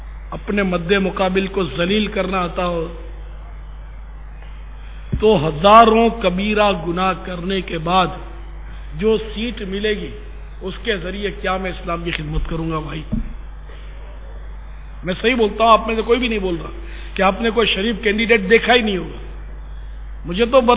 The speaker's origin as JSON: {"language": "Urdu", "town": "Karachi", "region": "Sindh", "country": "Pakistan", "tie": "born there", "said": "ہاں نیشنلٹی پاکستان کی ہے، پاکستان میرا وطن ہے، کراچی میں میں پیدا ہوا ہوں،"}